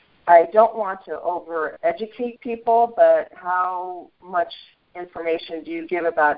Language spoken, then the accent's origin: English; Utah, United States; I'm from Utah.